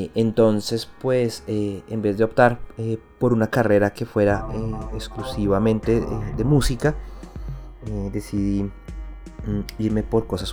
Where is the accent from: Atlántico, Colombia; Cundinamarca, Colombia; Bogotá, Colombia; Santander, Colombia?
Bogotá, Colombia; born there; Yo nací en Bogotá, capital de Colombia